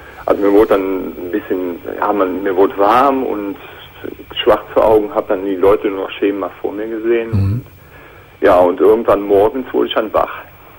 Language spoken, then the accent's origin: German; Aachen, North Rhine-Westphalia, Germany; Und ich komme aus der Region von Aachen.